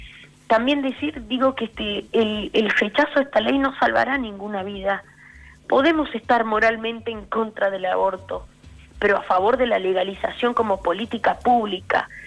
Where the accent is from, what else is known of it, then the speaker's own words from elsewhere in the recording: Santiago del Estero, Argentina; Mira, yo soy de Santiago del Estero.